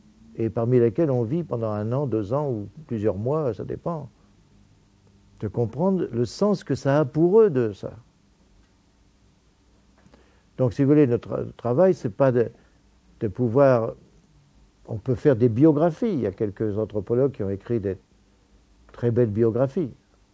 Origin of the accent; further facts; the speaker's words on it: Cambrai, Hauts-de-France, France; je viens de Cambrai, de mon époque, j'ai mes racines de classe